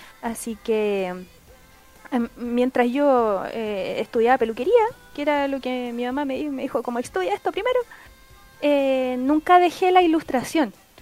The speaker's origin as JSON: {"language": "Spanish", "town": "Puente Alto", "region": "Santiago Metropolitan Region", "country": "Chile", "said": "yo soy de Puente Alto, mi origen están ahí"}